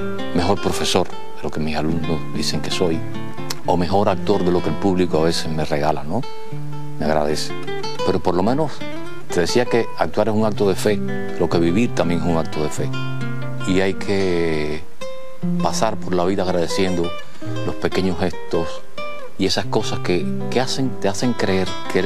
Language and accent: Spanish; Holguín, Cuba; also born or lived in Santiago de Cuba; Nací en Santiago de Cuba. Me crié en Holguín.